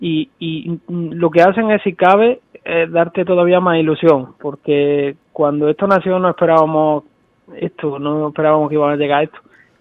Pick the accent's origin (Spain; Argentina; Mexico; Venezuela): Spain; La Carlota, Andalusia; Somos de La Carlota, que es un pueblo de Córdoba.